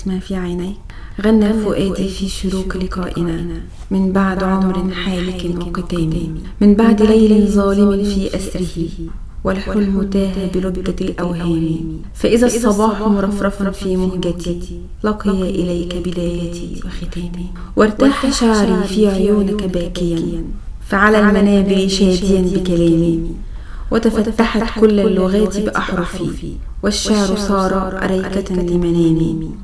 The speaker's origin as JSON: {"language": "Arabic", "town": "Mansoura", "region": "Dakahlia", "country": "Egypt", "said": "وكنت الاولى على قسم علم الرياضه في محافظه الدقهليه، انا من المنصوره"}